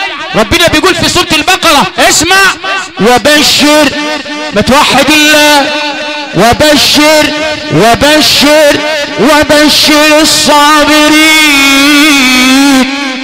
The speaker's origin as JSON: {"language": "Arabic", "region": "Sharqia Governorate", "country": "Egypt", "said": "عندنا في الشرقية علشان قرى امي بتقول لي الصبر علقم"}